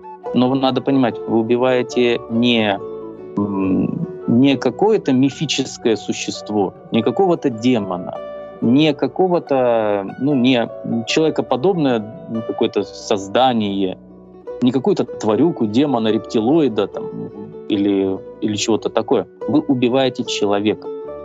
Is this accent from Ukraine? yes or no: yes; Ukraine; Я украинец, это моя идентичность.